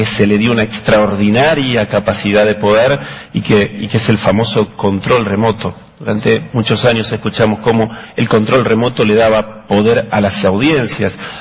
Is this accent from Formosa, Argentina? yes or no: no; La Plata, Buenos Aires Province, Argentina; por lo menos en Argentina, en mi infancia en La Plata